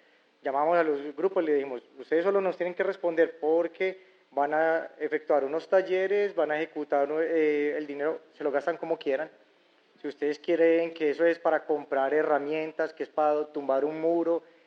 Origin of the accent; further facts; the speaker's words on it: Medellín, Antioquia, Colombia; vengo de Medellín, creo que ya lo había notado